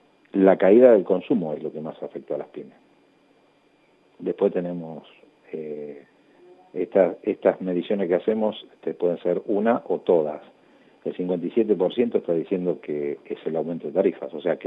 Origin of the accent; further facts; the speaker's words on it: Lanús, Buenos Aires Province, Argentina; Nosotros en el distrito de Lanús, de donde yo soy oriundo, digamos, hace 60 años que vivo ahí